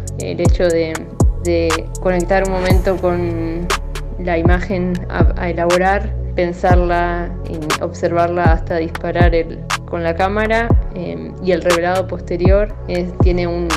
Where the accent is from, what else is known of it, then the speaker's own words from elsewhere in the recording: La Plata, Buenos Aires Province, Argentina; de La Plata